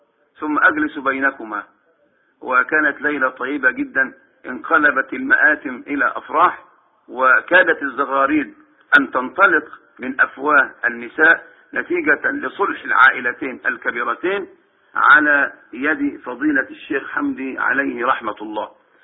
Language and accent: Arabic; Minyat Mahallat Damana, Dakahlia, Egypt; ولكن أذكر موقف في قريتي. توفى في هذه القرية منية محل الدمنة رجلان كبيران في هذه القرية